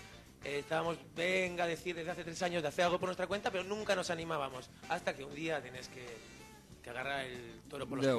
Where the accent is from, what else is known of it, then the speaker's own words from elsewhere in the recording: Pamplona, Navarre, Spain; yo vengo de Pamplona, que es una ciudad que está en el norte de España, la provincia de Navarra